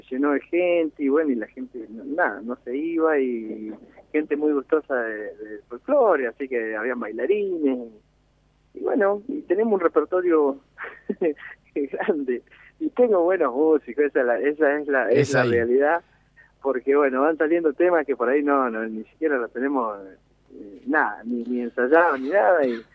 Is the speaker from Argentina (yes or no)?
yes; Choele Choel, Río Negro, Argentina; also born or lived in Viedma; now in Darwin, Argentina; cuando tenía unos 4 años, 5, antes de los 5, me vine a Chuele a vivir. Y bueno, viví toda mi juventud en Chuele ahí, mi infancia. Uh-huh. Y bueno, después por las cosas de la vida, me llevaron a Darwin